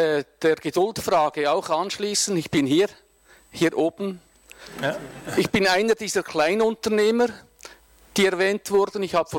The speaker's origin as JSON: {"language": "German", "town": "Sursee", "region": "Lucerne", "country": "Switzerland", "said": "ich stamme aus Sursee."}